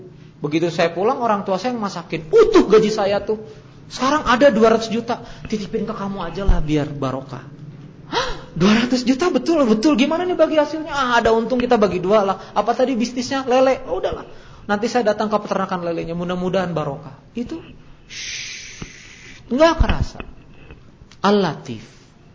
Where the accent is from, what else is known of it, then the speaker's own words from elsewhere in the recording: South Kalimantan, Indonesia; Wah, apalagi saya orang Banjar tuh. Kalau gak asin repot.